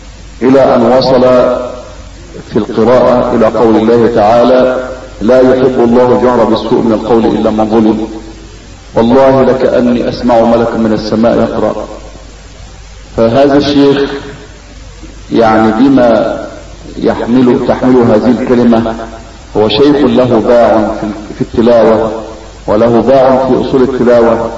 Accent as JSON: {"language": "Arabic", "town": "Tukh Masjid", "region": "Gharbia", "country": "Egypt", "tie": "born or raised there", "said": "ولقد التقيت به في قريتنا وهي قرية طوخ مسجد مركز الصنطة محافظة الغربية سنة 86"}